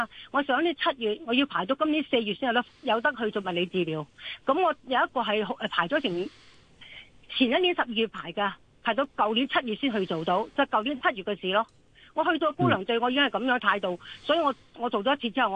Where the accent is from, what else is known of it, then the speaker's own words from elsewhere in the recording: Hong Kong; 我唔系大陆人嚟噶嘛，我系香港噶嘛，我系香港土生土长。